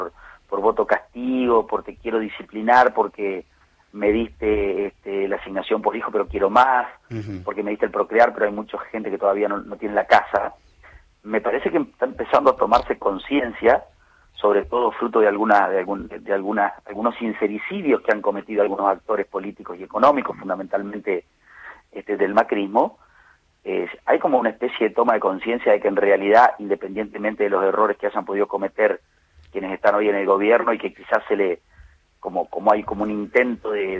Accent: Villaguay, Entre Ríos, Argentina; Sí, sí, acá en la plaza de mi pueblo también estuvo.

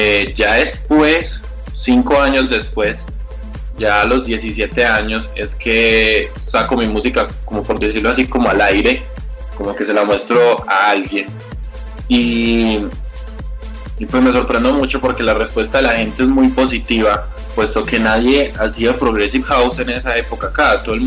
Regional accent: Colombia; sos un artista nuevo y sos colombiano

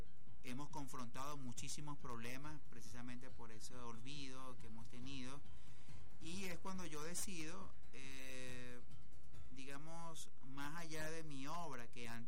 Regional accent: Suriname; yo soy un cimarrón de Surinam, y bueno, hay que recordar que en los 80s hubo una guerra civil que azotó sobre todo a mi región y a mi pueblo

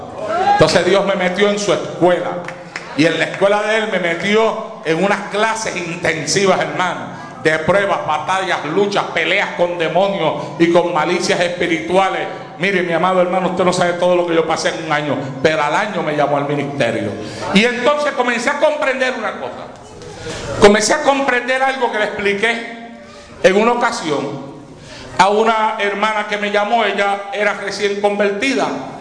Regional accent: Puerto Rico; now in United States; Cuando yo vine de Puerto Rico aquí a los Estados Unidos

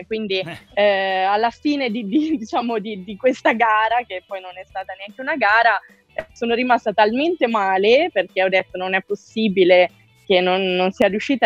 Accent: Varese, Lombardy, Italy; now in Rome, Italy; Io vivo e mi alleno a Roma, anche se sono nata a Varese, sono lombarda. Dal 2015 vivo

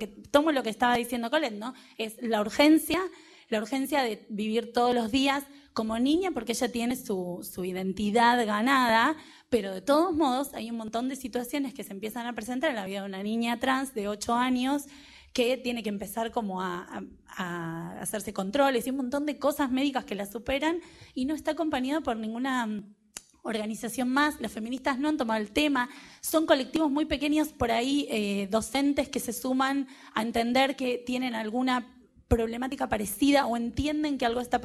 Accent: Buenos Aires, Argentina; yo soy de Buenos Aires

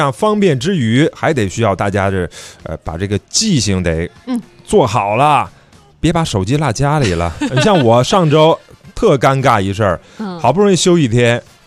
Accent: China; 尤其我觉得作为一个中国人倍儿有面的一个是什么事儿呢？

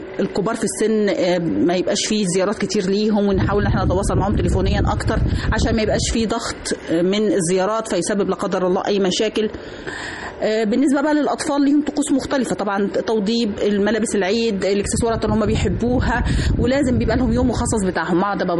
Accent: Egypt; اللي هي تعتبر احد الاساسيات للاحتفال بالعيد عندنا في مصر

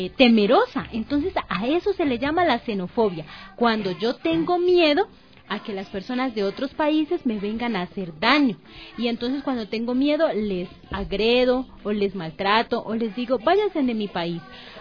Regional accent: Colombia; now in Ecuador; como Violeta y yo que venimos de Colombia

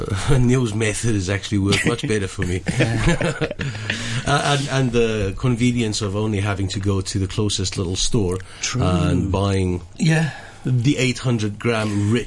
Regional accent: South Africa; I'm from South Africa.

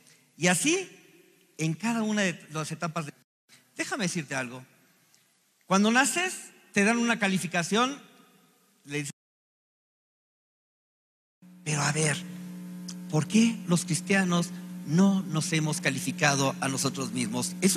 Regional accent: Chihuahua, Mexico; born there; y yo nací en Chihuahua. Mi mamá es de Zacatecas y mi papá es de Querétaro.

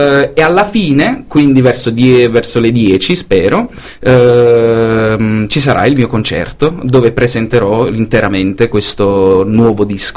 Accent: Salerno, Campania, Italy; moved away as an adult; now in Brussels, Belgium; Io sono originario di Salerno

